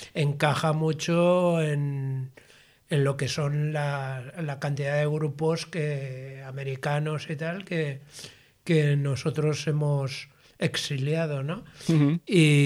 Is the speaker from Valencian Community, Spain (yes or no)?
yes; Valencia, Valencian Community, Spain; como valenciano y como pretendiente de que donde vivo sea un lugar acogedor, hospitalario